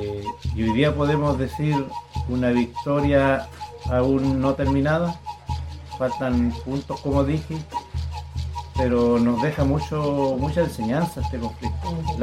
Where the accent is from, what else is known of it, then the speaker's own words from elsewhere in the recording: Mehuín, Los Ríos, Chile; Bueno, yo soy de acá de Mehuín